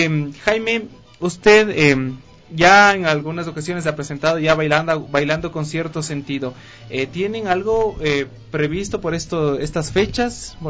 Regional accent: Quito, Pichincha, Ecuador; nuestra identidad como quiteños y también como ecuatorianos.

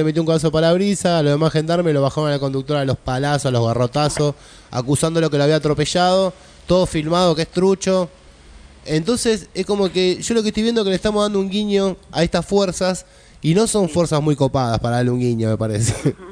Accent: Moreno, Buenos Aires Province, Argentina; vos decís el conurbano, yo soy de Moreno. Bueno, Moreno es el distrito número uno de gatillo fácil y trata de blanca, ¿no?

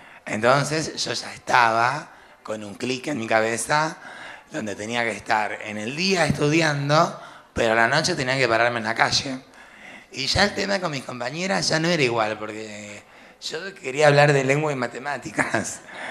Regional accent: Mendoza, Argentina; now in Buenos Aires, Argentina; también quiero aclarar que vengo de Mendoza, que vengo desde muy lejos, y que siempre supe que había alguna posibilidad acá en Buenos Aires, y de hecho la tuve.

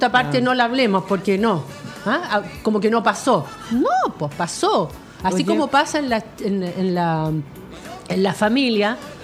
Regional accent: Chile; Si queremos saber qué somos como chilenos

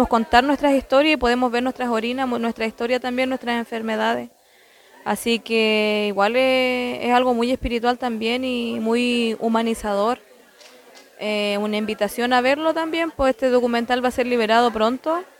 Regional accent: Pilmaiquén, Los Ríos, Chile; Yo soy Machi, una autoridad espiritual de mi pueblo mapuche huilliche. Hoy día venimos desde Pilmaiquén con una problemática que ya llevamos acarreando hace 14 años

